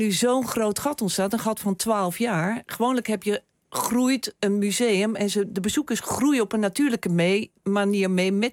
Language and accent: Dutch; Rotterdam, South Holland, Netherlands; als kunstenaars, als Rotterdammers, als liefhebbers van het museum